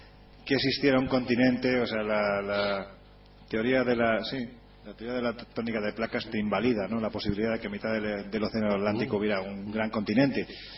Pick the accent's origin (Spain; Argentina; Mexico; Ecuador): Spain; cuando dicen, ¿tú de dónde eres? Soy español.